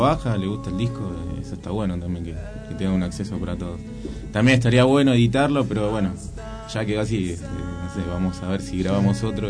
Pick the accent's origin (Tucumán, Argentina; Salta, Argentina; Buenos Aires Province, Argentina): Buenos Aires Province, Argentina; Moreno; Somos de acá, de Moreno.